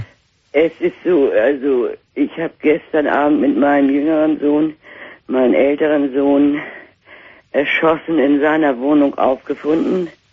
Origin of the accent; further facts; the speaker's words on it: Northern Germany, Germany; accent: North German; Und wir wissen an meinem Dialekt, dass wir aus Norddeutschland irgendwo kommen, nicht? Eine Großstadt.